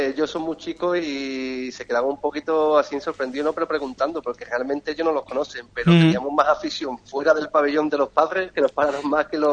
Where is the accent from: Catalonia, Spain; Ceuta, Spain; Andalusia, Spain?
Andalusia, Spain; Cádiz; Como gaditano y como cadista que soy, aparte de empleado del club, claro.